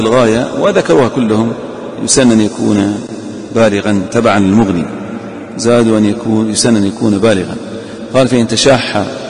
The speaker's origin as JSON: {"language": "Arabic", "region": "Eastern Province", "country": "Saudi Arabia", "said": "وعندنا في الأحساء الحنفية هناك يقيمون بأذان"}